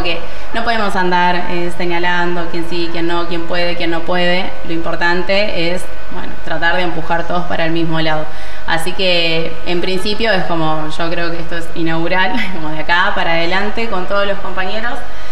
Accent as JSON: {"language": "Spanish", "town": "Avellaneda", "region": "Buenos Aires Province", "country": "Argentina", "said": "Y, yo soy de Avellaneda, claro, los voy a recibir."}